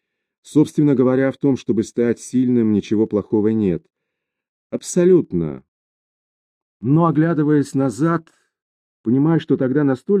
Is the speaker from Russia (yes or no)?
no; Japan; Я родилась в Японии, ходила в японскую школу, росла в окружении японских детей, играла, дружила с ними. То есть чувствовала себя абсолютно японкой, но по национальности все же была иностранкой.